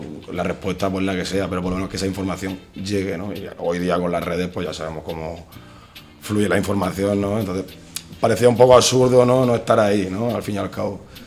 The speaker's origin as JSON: {"language": "Spanish", "town": "Murcia", "region": "Region of Murcia", "country": "Spain", "said": "los que somos de Murcia la conocemos bien desde mucho tiempo"}